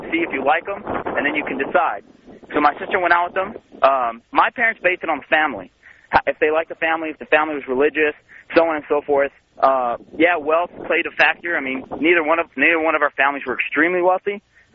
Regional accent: United States; I am an American.

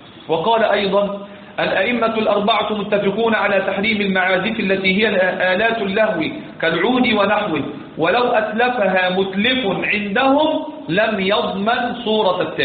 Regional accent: Egypt; كان زمان عندنا في مصر

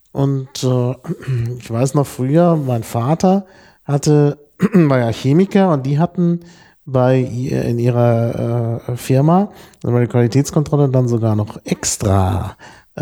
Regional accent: Dortmund, North Rhine-Westphalia, Germany; Insbesondere da, wo ich aufgewachsen bin in Dortmund, da gab es dann Mineralwasser.

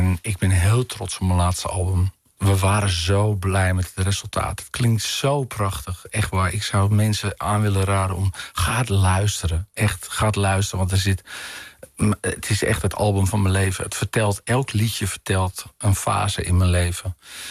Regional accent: Amsterdam, North Holland, Netherlands; als ik terugdenk aan de tijd in Amsterdam-Noord en Floradorp, waar ik ben opgegroeid

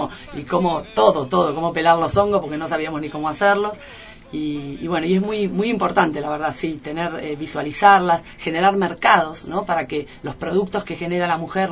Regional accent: Buenos Aires, Argentina; born there; now in El Bolsón, Argentina; nací en la ciudad, soy porteña, como quien dice, pero hace 20 años que vivo en Bolsón, y conozco Bolsón de toda mi vida, en la panza de mi mamá.

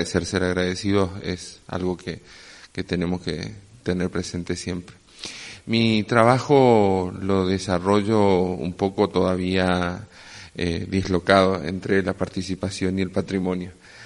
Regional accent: Corrientes, Argentina; vengo de Corrientes, Argentina.

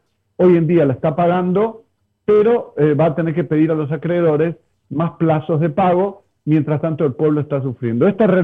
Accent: Argentina; now in Spain; yo soy de Argentina y hay una realidad latinoamericana

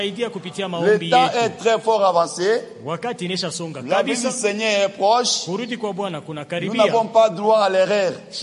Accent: Kongo Central, DR Congo; Je viens du Congo central

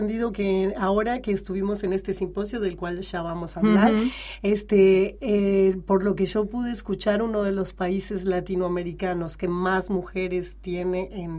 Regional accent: Montevideo, Uruguay; es el único concierto que he tenido oportunidad de dirigir en Montevideo, mi ciudad natal.

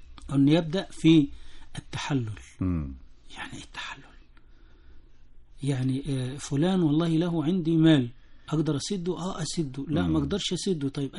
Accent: Egypt; جرت عادة الناس عندنا في مصر كلها

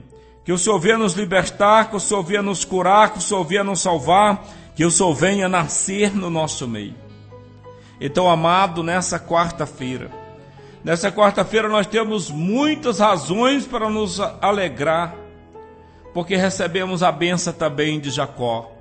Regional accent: Northeast Region, Brazil; Quando eu era criança lá no Nordeste, na nossa casa a gente não tinha nada, mas era Natal e a gente se alegrava com tudo.

